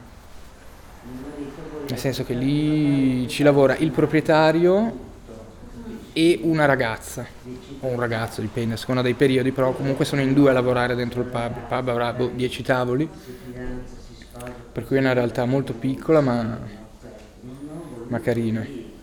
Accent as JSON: {"language": "Italian", "town": "Milan", "region": "Lombardy", "country": "Italy", "tie": "born or raised there", "said": "Io sono nato a Milano, ho vissuto a Milano."}